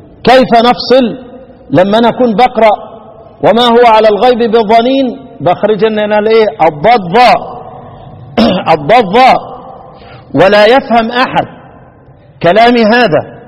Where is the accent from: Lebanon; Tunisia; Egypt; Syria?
Egypt; انما هي بتاعتنا احنا كمصريين